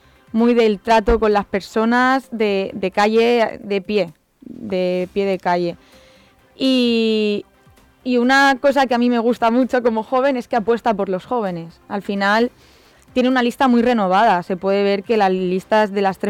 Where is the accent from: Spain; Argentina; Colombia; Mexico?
Spain; Valencian Community; Yo, por ejemplo, soy de Carrús, uh-huh. y ahí pues es un barrio para más complicado para nosotros